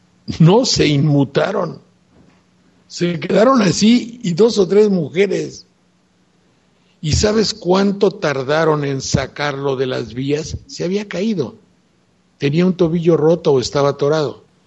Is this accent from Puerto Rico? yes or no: no; Mexico; imagínate tú, ¿cuándo los mexicanos éramos así?